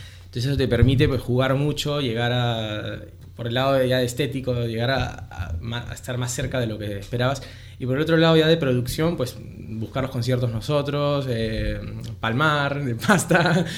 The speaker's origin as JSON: {"language": "Spanish", "region": "Lima", "country": "Peru", "also_born_or_lived": "Murcia / Madrid", "lives_now": "Spain", "said": "Yo soy de Lima, pero digamos"}